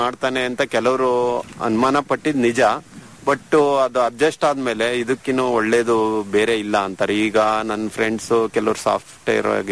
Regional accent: Somashettahalli, Karnataka, India; ನಮ್ಮ ಪ್ರಾಪರ್ ಬಂದ್ಬಿಟ್ಟು ಚನ್ನಗಿರಿ ತಾಲೂಕು ಸೋಮಶೆಟ್ಟಹಳ್ಳಿ.

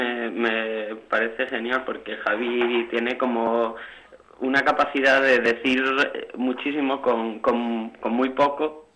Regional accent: Asturias, Spain; now in Madrid, Spain; yo, vamos, ahora que vivo en Madrid, eso, mucha gente cuando les digo que soy asturiano

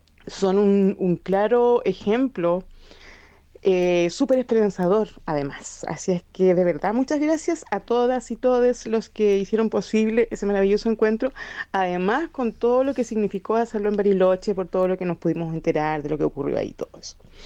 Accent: Chile; soy chilena, vivo en Ainilmapu, que bueno, en español es la tierra de Valdivia, en el sur.

